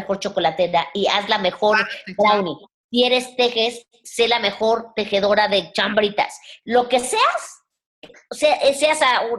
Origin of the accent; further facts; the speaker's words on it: Mexico; yo soy orgullosamente mexicana, soy una mujer hecha en México, como usted.